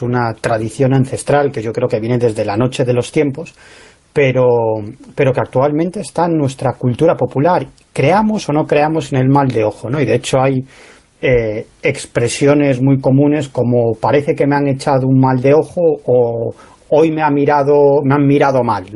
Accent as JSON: {"language": "Spanish", "region": "Galicia", "country": "Spain", "said": "Por ejemplo, sabéis, yo soy gallego, ¿no?"}